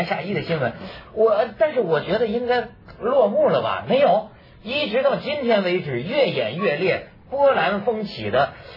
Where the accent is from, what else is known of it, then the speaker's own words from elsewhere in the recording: China; 我作为一个大陆人啊